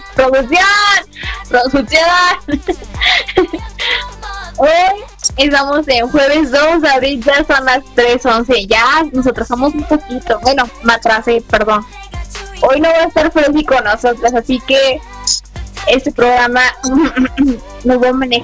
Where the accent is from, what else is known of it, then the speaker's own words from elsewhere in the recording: Veracruz, Mexico; soy de Veracruz.